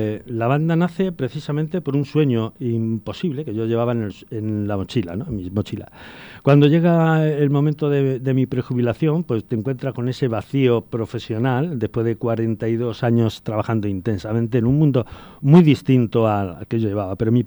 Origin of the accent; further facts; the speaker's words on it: Talarrubias, Extremadura, Spain; now in Talavera de la Reina, Spain; Residente en Talavera desde el 86, pero yo soy de Extremadura, concretamente de Talarrubias, de la provincia de Badajoz.